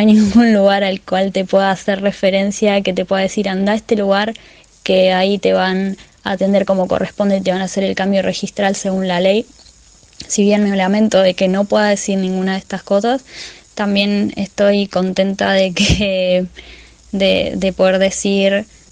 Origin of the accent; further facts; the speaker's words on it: Lomas de Zamora, Buenos Aires Province, Argentina; de Lomas de Zamora